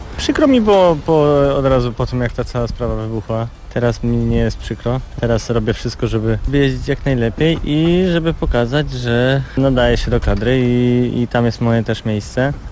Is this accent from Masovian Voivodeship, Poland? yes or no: no; Wrocław, Lower Silesian Voivodeship, Poland; ja jestem z Wrocławia, cieszę się, że do tej pory mogę jeździć we Wrocławiu